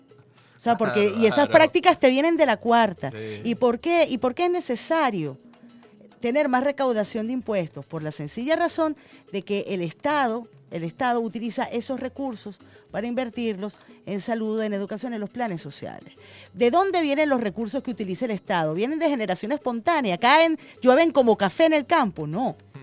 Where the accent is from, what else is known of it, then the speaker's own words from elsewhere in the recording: Venezuela; como chavistas, como pueblo venezolano